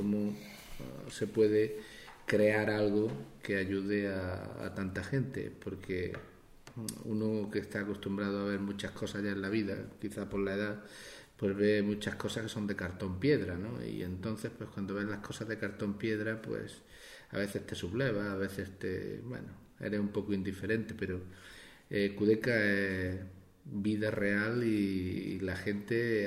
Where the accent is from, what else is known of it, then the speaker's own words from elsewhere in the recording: Archidona, Andalusia, Spain; born there; me siento orgulloso de que mi pueblo, el pueblo donde yo nací, donde pues quiero en algún momento también de mi vida volver